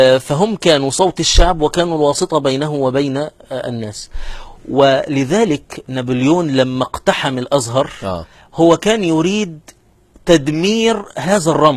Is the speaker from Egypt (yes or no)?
yes; Qena Governorate, Egypt; انا مثلا نشأت في محافظة قنا واعرف ان العيد القومي 3 مارس